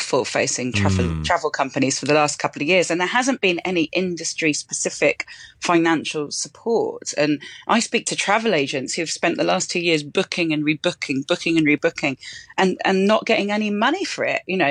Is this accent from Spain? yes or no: yes; Andalusia, Spain; I grew up here. I'm an expat child. I grew up on the Costa del Sol.